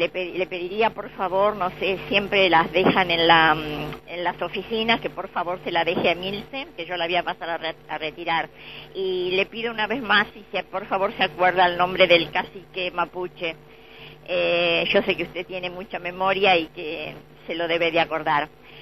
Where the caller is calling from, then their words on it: Buenos Aires, Argentina; de Balvanera.